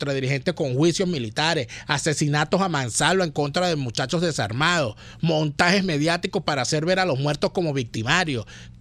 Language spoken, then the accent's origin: Spanish; Venezuela; yo también soy ciudadano, yo también soy venezolano